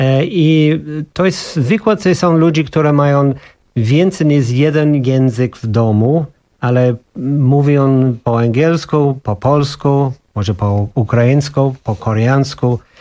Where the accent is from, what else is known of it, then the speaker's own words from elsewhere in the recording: Ireland; Polish is a second language; now in Poland; Moje dzieciństwo było w Irlandii, było jeden taki kulturę